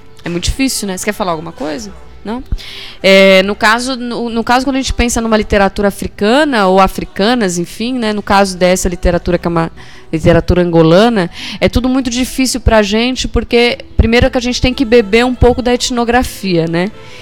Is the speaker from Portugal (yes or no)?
no; Brazil; Mas quantas tábuas invisíveis nós, mulheres aqui brasileiras, não temos, né?